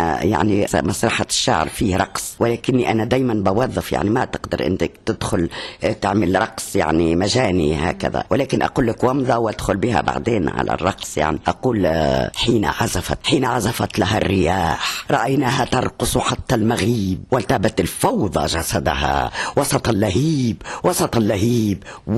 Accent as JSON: {"language": "Arabic", "country": "Tunisia", "said": "ونقول أنا امرأة تونسية"}